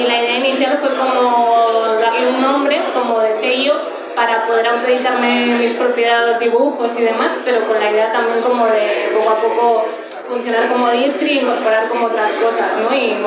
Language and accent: Spanish; Torrelavega, Cantabria, Spain; now in Barcelona, Spain; yo soy de aquí de Cantabria, de Torre de la Vega, pero llevo bastantes años en Barcelona.